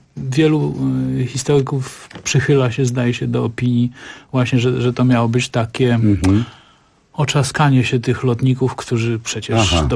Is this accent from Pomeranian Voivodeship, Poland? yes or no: yes; Gdańsk, Pomeranian Voivodeship, Poland; chociaż jestem gdańszczaninem, więc trochę niezręcznie mi o tym mówić